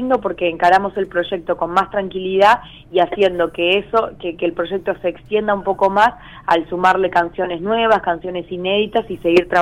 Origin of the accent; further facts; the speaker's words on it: Arequito, Santa Fe, Argentina; cuando era chica acá en Arequito, de lo que significa vivir en un pueblo o en una localidad muy chica